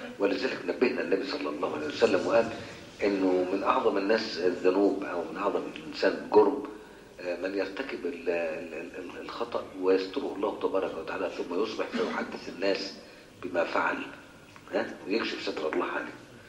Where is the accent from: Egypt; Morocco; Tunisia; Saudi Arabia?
Egypt; احنا عندنا في مصر ما فيش الكلام ده